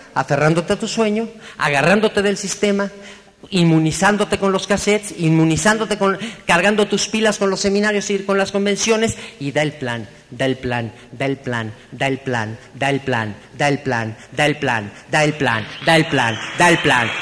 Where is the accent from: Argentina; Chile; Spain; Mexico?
Mexico; como los mexicanos tuvimos un grave defecto